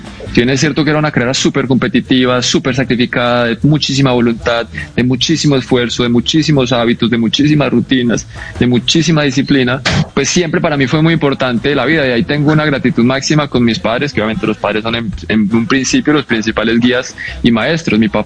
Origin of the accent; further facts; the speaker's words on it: Bogotá, Colombia; moved away as an adult; fue como a los 18 que me fui de Bogotá, pues, y de Colombia, empecé a ir mucho a Estados Unidos